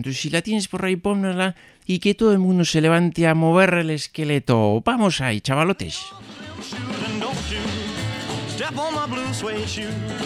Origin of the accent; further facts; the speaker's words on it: Bermeo, Basque Country, Spain; si a mí no me mentes mi pueblo